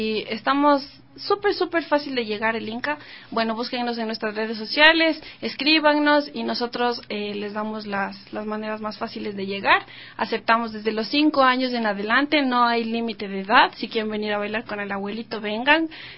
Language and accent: Spanish; Ecuador; todos los bailarines somos de Ecuador.